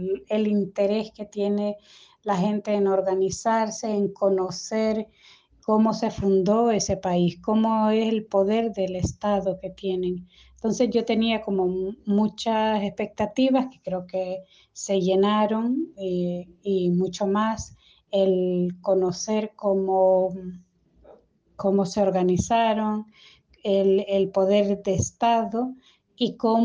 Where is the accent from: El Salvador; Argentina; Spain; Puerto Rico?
El Salvador; como salvadoreña conozco relativamente poco esa memoria histórica.